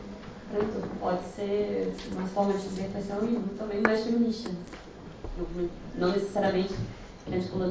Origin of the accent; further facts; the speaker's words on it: Brazil; eu venho do Brasil, né? Também tem um sotaque para algumas pessoas conseguem identificar